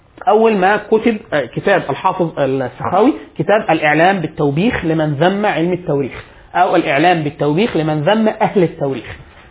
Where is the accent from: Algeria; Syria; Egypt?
Egypt; يعني انا حاليا كمصري ايه اللي ممكن افخر بيه كمصري؟